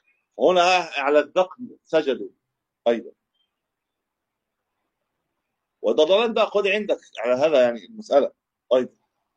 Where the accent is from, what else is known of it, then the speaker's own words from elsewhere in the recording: Egypt; وابتدى بقى ينتشر حتى عندنا في مصر